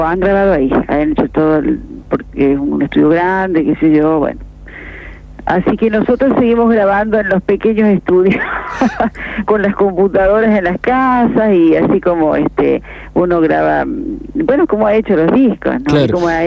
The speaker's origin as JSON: {"language": "Spanish", "town": "Gualeguaychú", "region": "Entre Ríos", "country": "Argentina", "said": "volver a mis pagos en Entre Ríos, sur Entre Ríos. Yo soy de Gualeguaychú."}